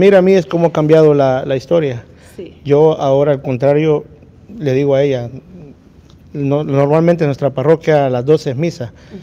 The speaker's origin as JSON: {"language": "Spanish", "country": "El Salvador", "moved": "yes", "said": "Yo cuando me vine de El Salvador para acá, emigré casi que solo."}